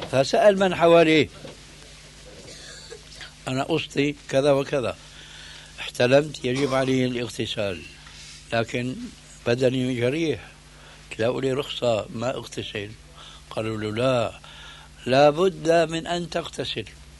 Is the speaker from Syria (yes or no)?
yes; Syria; لكن كما يقولون عندنا في الشام بدها زكتاف،